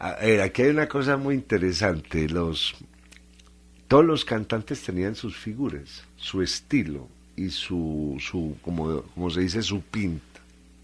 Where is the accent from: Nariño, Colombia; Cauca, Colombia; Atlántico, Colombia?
Atlántico, Colombia; Barranquilla; Yo no soy aquí, yo soy muy barranquillero, ¿cierto?